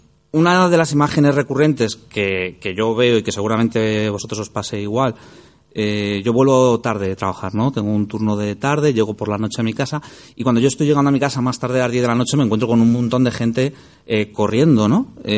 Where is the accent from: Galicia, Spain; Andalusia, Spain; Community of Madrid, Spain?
Community of Madrid, Spain; Madrid; en una ciudad grande como aquella de la que yo vengo, ¿no? Yo vengo de Madrid.